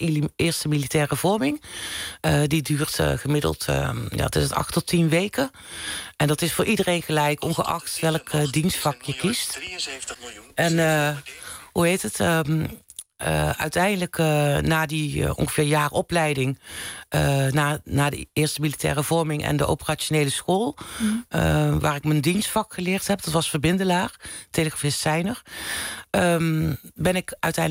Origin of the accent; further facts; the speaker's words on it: North Brabant, Netherlands; ik kom uit Brabant oorspronkelijk.